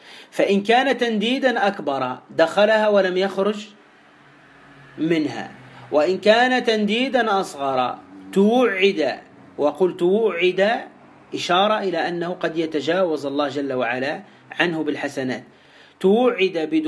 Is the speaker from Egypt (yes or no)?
no; Tunisia; عندنا في تونس